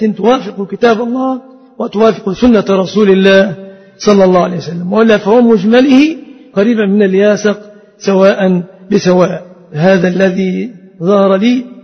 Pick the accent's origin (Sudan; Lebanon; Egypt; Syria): Egypt; فنسأل الله أن يحفظ بلادنا مصر